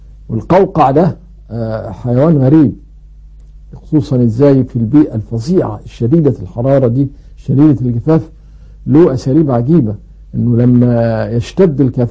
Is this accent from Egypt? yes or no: yes; Egypt; ومن العيلة دي برضو طائر ابو اردان عندنا في مصر